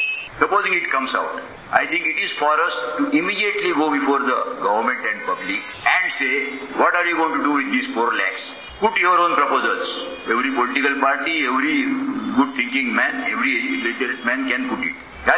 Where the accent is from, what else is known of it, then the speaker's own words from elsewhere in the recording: Maharashtra, India; आमच्या कोकणात लोक फक्त डाळ आणि भात बस